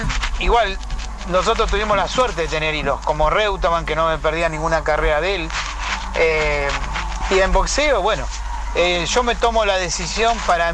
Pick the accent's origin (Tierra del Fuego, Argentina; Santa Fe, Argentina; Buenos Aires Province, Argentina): Buenos Aires Province, Argentina; Villa de Mayo; Soy de acá, de Villa de Mayo. Y bueno, quería decirle que tengo 61 años.